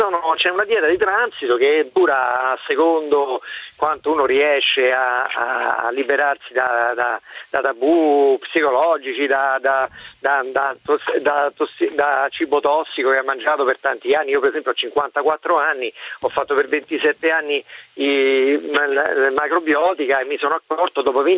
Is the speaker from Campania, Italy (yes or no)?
no; Rome, Lazio, Italy; sono di Roma, sono un melariano.